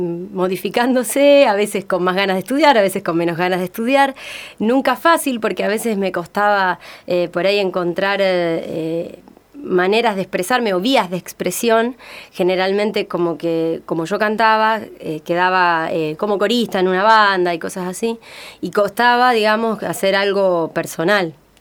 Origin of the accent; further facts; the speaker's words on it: San Lorenzo, Santa Fe, Argentina; Yo soy de San Lorenzo